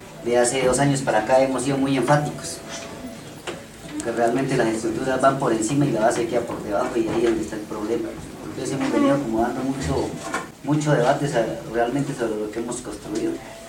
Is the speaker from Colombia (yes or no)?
yes; Corinto, Cauca, Colombia; yo soy de Corinto, pase allá.